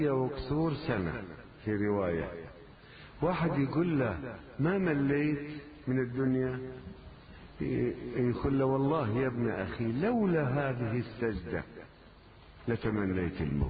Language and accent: Arabic; Lebanon; عندنا بلبنان